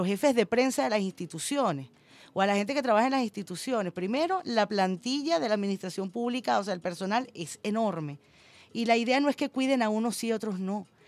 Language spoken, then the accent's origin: Spanish; Venezuela; como periodista, como venezolana